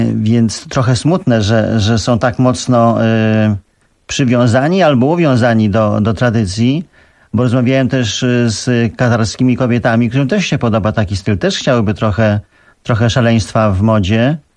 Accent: Abu Dhabi, United Arab Emirates; now in Poland; Ja tam się wychowałem, w Abu Dhabi, także ja tam się czuję tak samo jak tutaj.

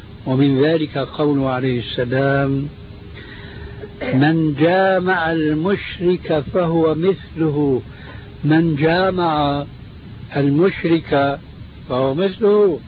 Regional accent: Syria; هذه يسموها عندنا في سوريا برازيت

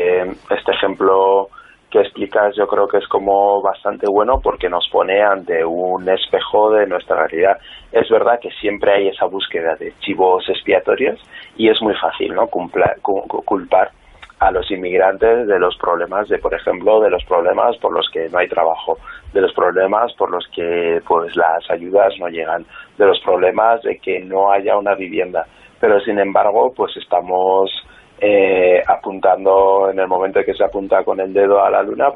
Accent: Huesca, Aragon, Spain; born there; con ser una persona negra, como es mi caso, ya que yo nací en Huesca

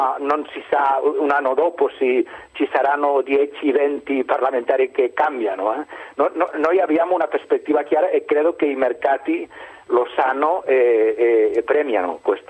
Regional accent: Catalonia, Spain; Allora, io sono della Catalogna

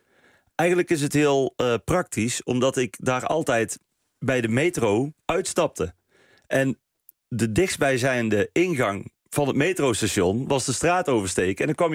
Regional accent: Best, North Brabant, Netherlands; in Best, waar ik vandaan kom.

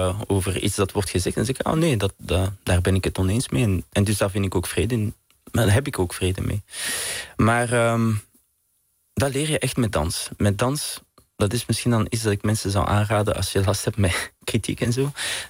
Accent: Vilvoorde, Flanders, Belgium; ik ben van Vilvoorde naast Brussel.

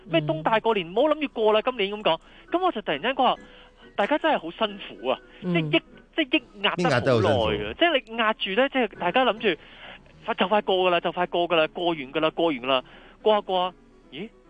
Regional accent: Hong Kong; 我作为香港人，大家都系一个共同嘅一个地方度生存

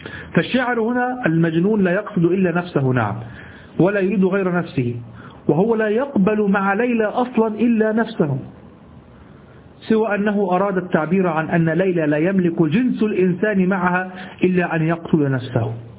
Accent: Egypt; ما نستعمله نحن في دارجتنا المصرية.

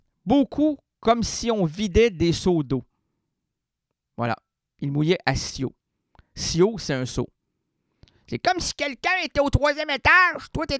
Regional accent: Quebec, Canada; quand ça vire, là, chez nous au Québec, là, ça vire pas à peu près.

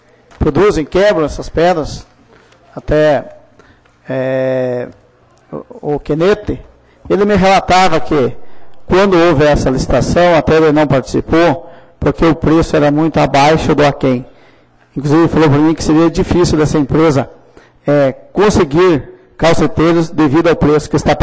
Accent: Limeira, Paraná, Brazil; festividades na Limeira, aqui é onde, como diz, especial na minha terra

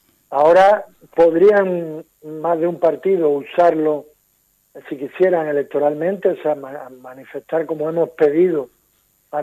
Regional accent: Andalusia, Spain; moved away; soy de Andalucía, aunque llevo media vida aquí, pero no tengo tanto arraigo

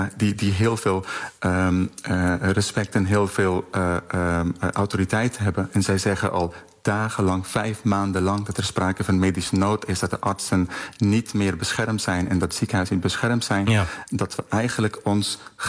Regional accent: Afghanistan; ik kom zelf uit Afghanistan

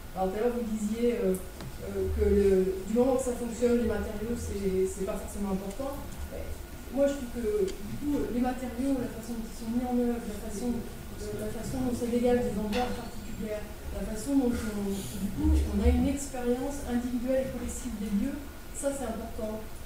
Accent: Orléans, Centre-Val de Loire, France; also born or lived in Bordeaux; now in Grenoble, France; moi, je suis originaire d'Orléans, donc une assez grande ville. J'ai fait mes études à Bordeaux. Je connaissais bien Toulouse-Lyon. Et aujourd'hui, je travaille sur Grenoble.

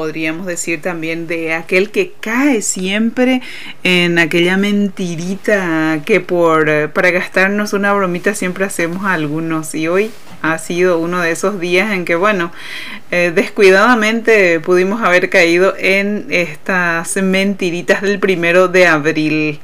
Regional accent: Paraguay; No solamente lo decimos nosotros porque somos paraguayos

